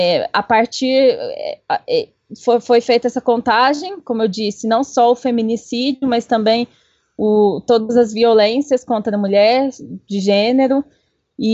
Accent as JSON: {"language": "Portuguese", "town": "Cambuquira", "region": "Minas Gerais", "country": "Brazil", "said": "eu sou de Cambuquira, eu sou advogada, pesquisadora, escritora também"}